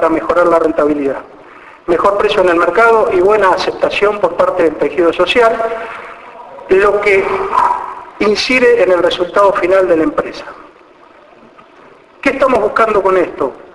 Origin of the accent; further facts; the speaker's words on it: Alvear, Argentina; moved away; Yo soy de Alvear, he nacido en Alvear, por cuestiones fortuitas me fui a vivir a otro lado, pero mi raíz está en Alvear.